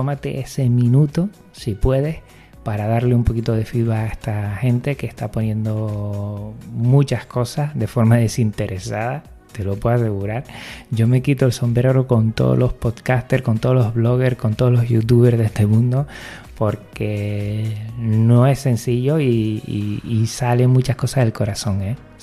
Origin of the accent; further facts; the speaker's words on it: Jerez de la Frontera, Andalusia, Spain; Soy de Jerez de la Frontera y bueno, el canario me resulta muy familiar y acogedor.